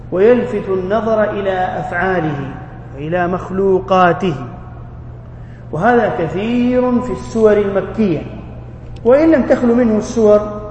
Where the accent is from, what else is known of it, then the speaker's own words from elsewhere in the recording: Jeddah, Makkah Province, Saudi Arabia; أذكر أننا زرعنا في الحديقة عندنا في جدة ونحن صغار شجرة رمان